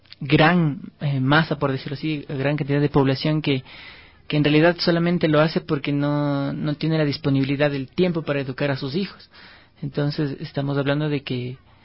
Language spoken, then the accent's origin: Spanish; Ecuador; con toda la conciencia que hemos adquirido como sociedad ecuatoriana.